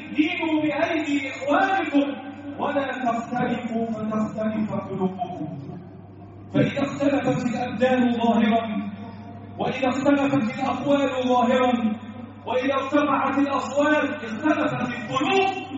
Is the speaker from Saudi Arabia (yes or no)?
no; Egypt; اللهم احفظ بلدنا مصر وسائر بلاد